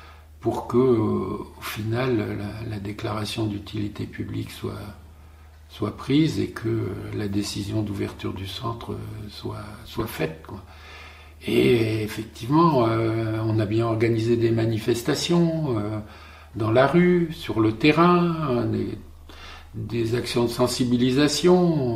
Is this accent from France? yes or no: yes; Sommevoire, Grand Est, France; born there; Je suis né ici, à Sommevoire, hein, donc à 10 km à vol d'oiseau de la poubelle de Soulaine.